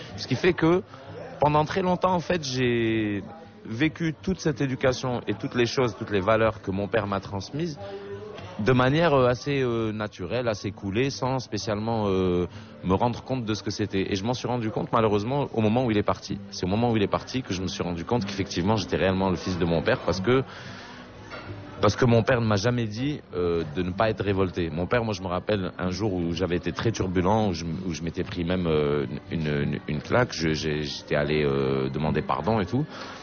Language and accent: French; Algiers, Algiers Province, Algeria; quand j'étais à Alger, parce que j'ai grandi à Alger